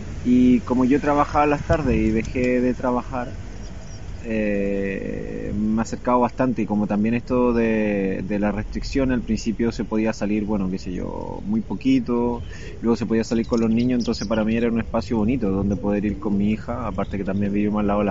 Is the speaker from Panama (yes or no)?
no; Chile; Vengo de Chile, tengo toda mi familia allá.